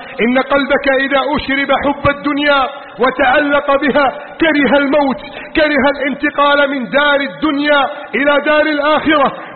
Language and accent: Arabic; Egypt; واجعل بلدنا مصر آمنا مطمئنا